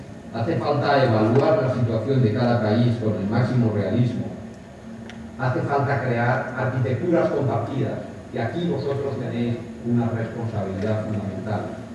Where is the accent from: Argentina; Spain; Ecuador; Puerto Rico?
Spain; Valencian Community; como valenciano, estoy convencido de que hay un futuro fantástico en nuestra comunidad